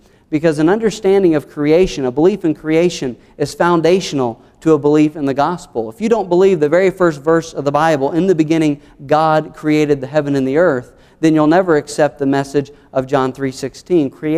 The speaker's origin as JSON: {"language": "English", "region": "the South", "country": "United States", "accent": "southern", "said": "they'll be able to spot you're an American before you even open your mouth and show them your southern accent"}